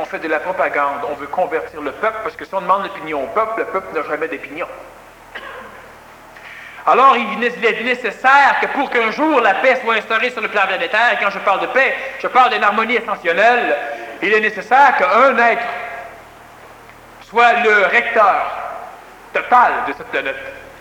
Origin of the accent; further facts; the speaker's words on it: Quebec, Canada; je ne dis pas cela parce que je suis Québécois, je suis venu au monde au Québec